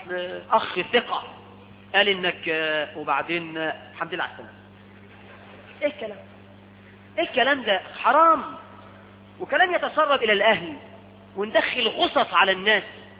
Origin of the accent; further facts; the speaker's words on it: Egypt; احنا عندنا في مصر